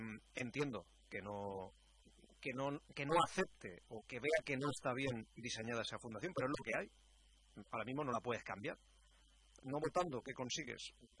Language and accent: Spanish; Elche, Valencian Community, Spain; que para eso somos personas y somos todos de Elche